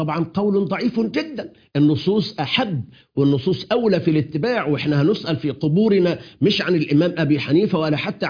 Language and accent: Arabic; Egypt; في بلدنا مصر